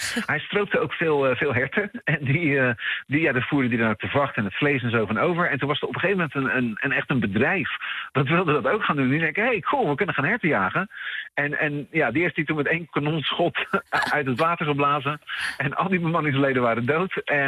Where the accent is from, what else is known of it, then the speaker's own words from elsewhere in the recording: Netherlands; ben ook maar een Nederlander, wat weet ik.